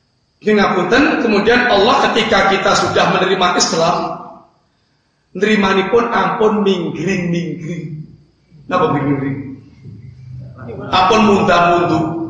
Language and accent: Indonesian; Java, Indonesia; Kita orang Jawa yang ambil yang cocok-cocok saja, yang dengan selera Jawa, yang gak cocok dengan Jawa gak usah diambil.